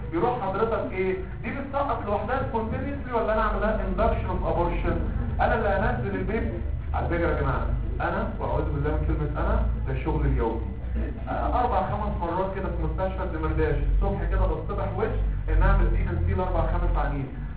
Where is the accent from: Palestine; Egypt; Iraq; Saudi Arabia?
Egypt; احنا كمصريين عندنا حياه عينينا بتبص فين؟ في الارض.